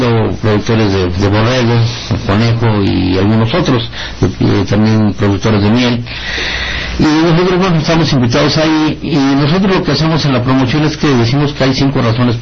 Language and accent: Spanish; Mexico City, Mexico; aunque somos de la Ciudad de México ahora, seguimos siendo campesinos.